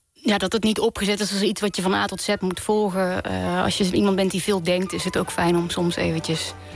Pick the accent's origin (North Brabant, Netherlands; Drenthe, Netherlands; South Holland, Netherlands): North Brabant, Netherlands; 's-Hertogenbosch; Ja, dat kan je horen. Ja. Ik kom uit Den Bosch.